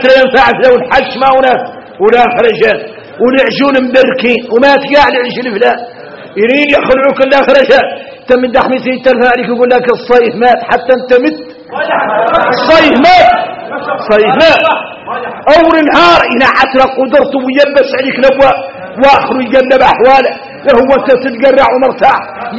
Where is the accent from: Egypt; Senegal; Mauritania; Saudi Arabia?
Mauritania; شوفوا احنا موريتاني